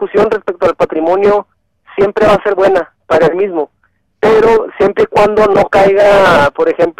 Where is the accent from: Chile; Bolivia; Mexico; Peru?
Mexico; No nada más quedarnos con una sola cultura en común como mexicanos, ¿no? O sea, bueno, como mexicanos tenemos una cultura en común